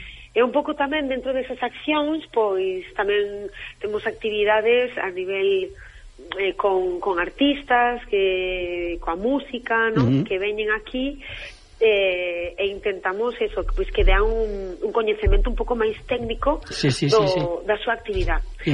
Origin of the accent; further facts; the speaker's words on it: Galicia, Spain; also born or lived in Catalonia; De Cataluña, pero bueno, son galega 100%